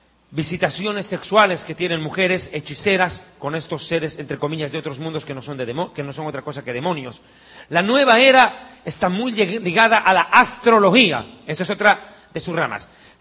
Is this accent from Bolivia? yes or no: yes; Bolivia; born there; Existe un documento grabado en piedra en mi país de nacimiento, Bolivia.